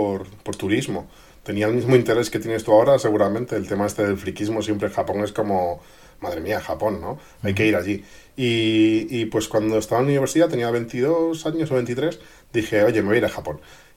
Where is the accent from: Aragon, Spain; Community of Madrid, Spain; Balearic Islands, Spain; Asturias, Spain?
Community of Madrid, Spain; Madrid; moved away as an adult; now in Japan; Yo soy de Madrid de toda la vida. Aunque, bueno, ya desde los 20 y pocos años empecé a viajar por otros países.